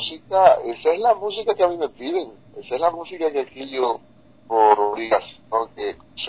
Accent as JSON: {"language": "Spanish", "country": "Dominican Republic", "said": "Sí, soy guitarrista dominicano, sí."}